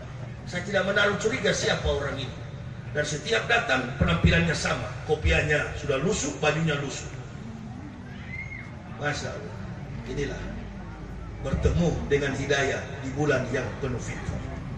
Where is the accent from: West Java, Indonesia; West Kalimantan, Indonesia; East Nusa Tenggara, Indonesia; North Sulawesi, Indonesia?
North Sulawesi, Indonesia; Manado; kampung halaman saya di Manado